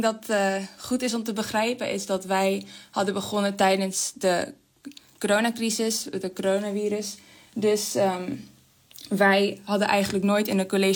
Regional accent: Georgia; Dutch is a second language; Nou, ik ben oorspronkelijk uit Georgië.

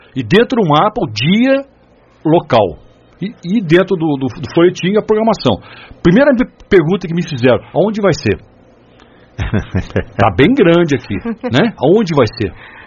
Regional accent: Brazil; é o que nós não sabemos fazer ainda enquanto brasileiros.

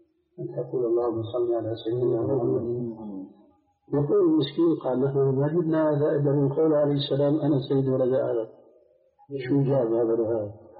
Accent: Syria; عندنا في الشام

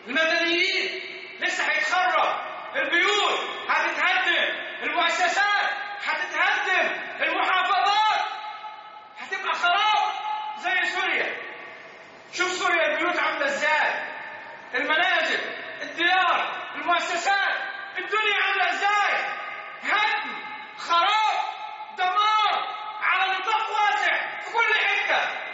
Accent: Egypt; الأحوال في بلدنا مصر في غاية الصعوبة، في قمة الصعوبة

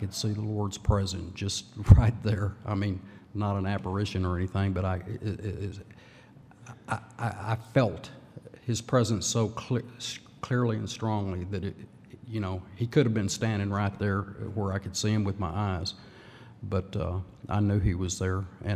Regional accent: Lubbock, Texas, United States; I was born in 1951 in Lubbock, Texas. My dad was an officer in the Air Force for the Korean War.

